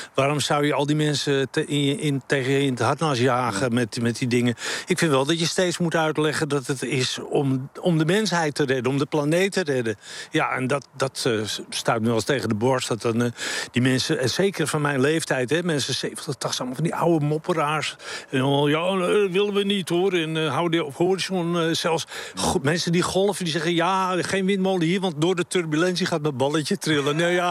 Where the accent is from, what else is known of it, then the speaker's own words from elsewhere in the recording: Amsterdam, North Holland, Netherlands; Ik kwam uit Amsterdam, ja.